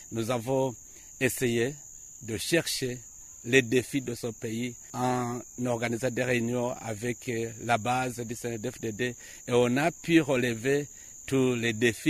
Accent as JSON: {"language": "French", "town": "Giheta", "region": "Gitega Province", "country": "Burundi", "tie": "born or raised there", "said": "J'ai grandi à Giheta, dans la localité de Kibimba, colline Musama, où j'ai fait l'école primaire."}